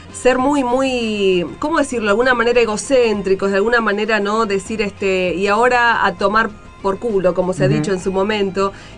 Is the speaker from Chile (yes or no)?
no; Argentina; poder después dar una opinión sensata como ciudadanos, como argentinos